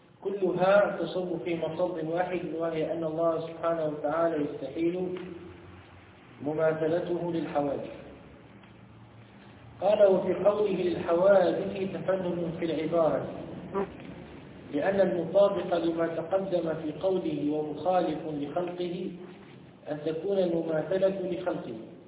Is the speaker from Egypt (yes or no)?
no; Tunisia; في بلادنا تونس